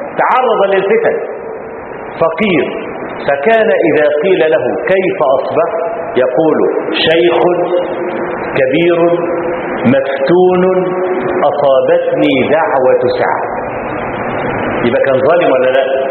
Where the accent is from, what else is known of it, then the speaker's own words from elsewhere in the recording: Egypt; فأنا ما بقولش الكلام ده عشان أنا مصري